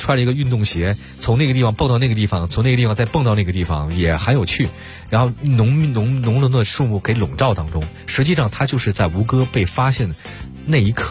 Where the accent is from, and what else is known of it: China